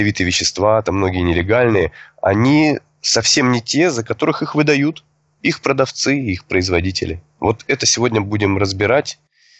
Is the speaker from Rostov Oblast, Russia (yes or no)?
yes; Rostov-on-Don, Rostov Oblast, Russia; Я учитель трезвости из Ростова-на-Дону.